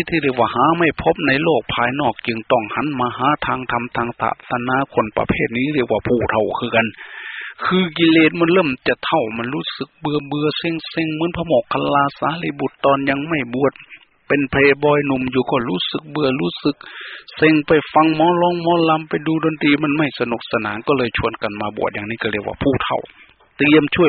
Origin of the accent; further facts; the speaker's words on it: Phana, Ubon Ratchathani, Thailand; บ้านเกิดเมืองนอนบ้านพ่อเมืองแม่อาตมาอำเภอพนาจังหวัดอุบลราชธานีไปดูเถิดยังมีอยู่ทุกวันนี้